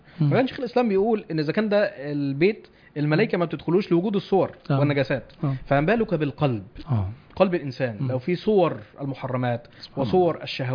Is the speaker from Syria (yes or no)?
no; Egypt; واحنا من اهل مصر